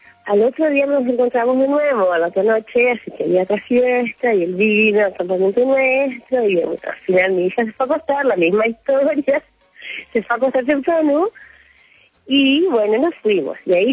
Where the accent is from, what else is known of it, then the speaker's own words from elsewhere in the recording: Chile; Yo soy chilena, sí.